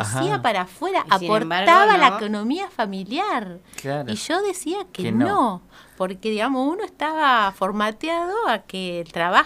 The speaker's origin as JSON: {"language": "Spanish", "town": "Colonia Barón", "region": "La Pampa", "country": "Argentina", "tie": "born or raised there", "said": "Y viví me crié en Colonia Barón, yo de ahí me fui a estudiar. Yo hice toda la primaria y la secundaria en Colonia Barón"}